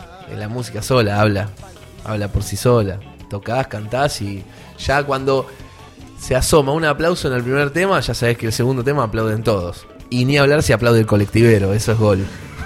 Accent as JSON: {"language": "Spanish", "town": "Avellaneda", "region": "Buenos Aires Province", "country": "Argentina", "said": "Pues yo soy de Avellaneda."}